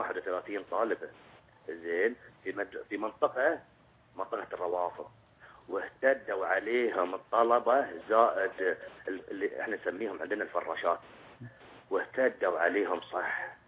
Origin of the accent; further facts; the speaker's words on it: Bahrain; واللي تحتون عندنا في البحرين ان ما في شغل يا شيخ